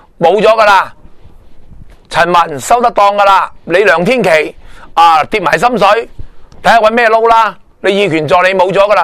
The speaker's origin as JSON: {"language": "Cantonese", "country": "Hong Kong", "said": "但系因为我哋香港人打呢条阵线嘅时候，冇做好我哋嘅本分"}